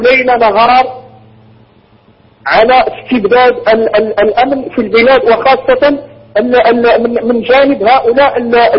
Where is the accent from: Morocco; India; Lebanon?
Morocco; مرحبا بكم عندنا في المغرب